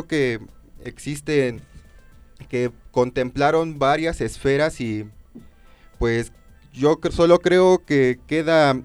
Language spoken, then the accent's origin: Spanish; Mexico; como mexicanos múltiples, pues hay que atender nuestro lado